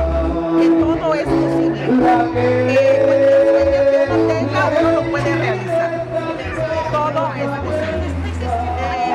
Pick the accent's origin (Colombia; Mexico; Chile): Mexico; Colima; yo soy del estado de Colima.